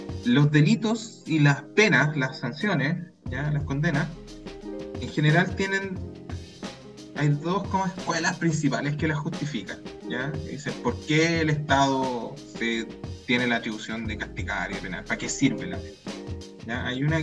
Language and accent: Spanish; Peñaflor, Santiago Metropolitan Region, Chile; Yo soy nacido y criado en Peñaflor, entonces, 44 años